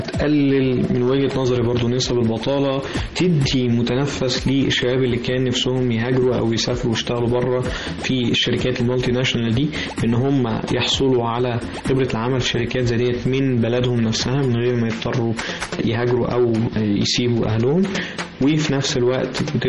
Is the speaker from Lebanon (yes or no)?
no; Egypt; لازم إحنا كشباب مصريين نكتنزها